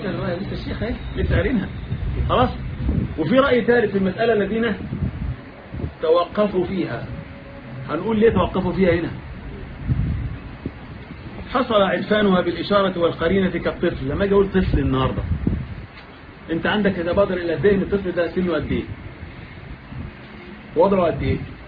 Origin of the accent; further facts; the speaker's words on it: Egypt; لكن احنا عندنا كمصريين كل هذه ايه؟ طوائي